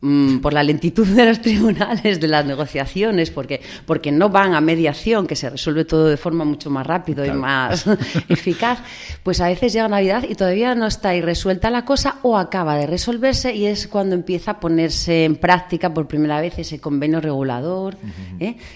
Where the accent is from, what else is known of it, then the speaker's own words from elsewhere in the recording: Figaredo, Asturias, Spain; soy de Figaredo, tengo 13 años